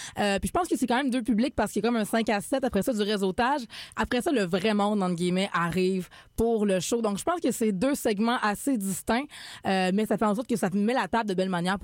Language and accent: French; Quebec, Canada; Puis moi, je viens de région aussi. Je viens vraiment du Bas-Saint-Laurent, donc de plus loin encore que Québec.